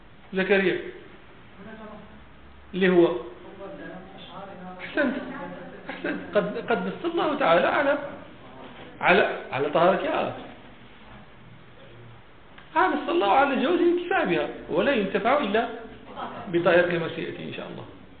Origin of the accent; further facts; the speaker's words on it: Morocco; فين هاتش عندنا في المغرب شي بلاصه